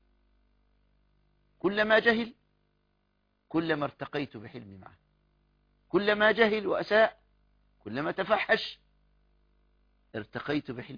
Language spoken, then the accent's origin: Arabic; Egypt; يعني هذا الغلام لو بعته بجنيه أقل عملة عندنا في مصر